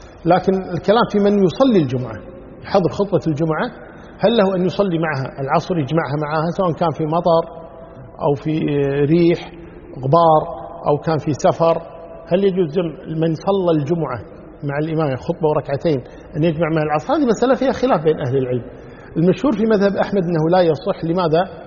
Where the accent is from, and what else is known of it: Kuwait